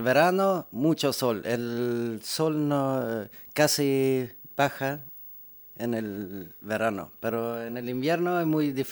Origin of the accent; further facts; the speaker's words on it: Sweden; Spanish is a second language; cuando estuve en Suecia pensaba mucho en mi padre y su cultura de Uruguay, pero cuando llego ahí me siento muy sueco